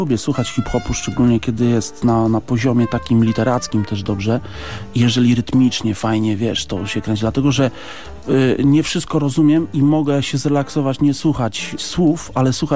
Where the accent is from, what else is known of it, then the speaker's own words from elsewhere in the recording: Elbląg, Warmian-Masurian Voivodeship, Poland; Jeszcze to w Elblągu, bo pochodzę z tamtych okolic.